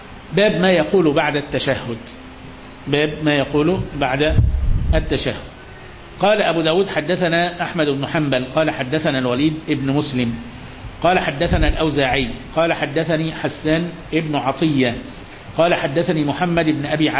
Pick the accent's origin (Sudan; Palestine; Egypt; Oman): Egypt; يعني دقيقتين في عمرنا احنا حتى كمصريين ما لهمش قيمة